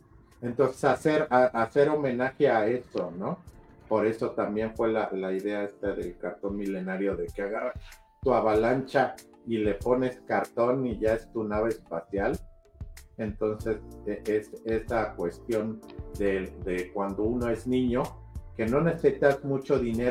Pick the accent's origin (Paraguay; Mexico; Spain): Mexico; nosotros, como mexicanos y latinoamericanos, tuvo un impacto cultural la saga en México